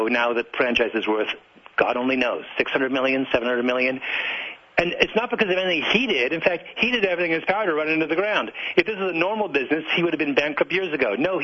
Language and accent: English; Canada; I'll say what I always say, which is I'm Canadian